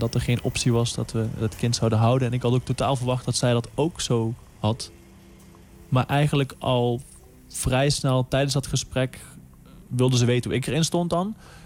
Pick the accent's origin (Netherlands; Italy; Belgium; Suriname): Netherlands; Limburg; now in Amsterdam, Netherlands; Ik ben 29 jaar oud. Ik kom uit Limburg. Ik woon in Amsterdam.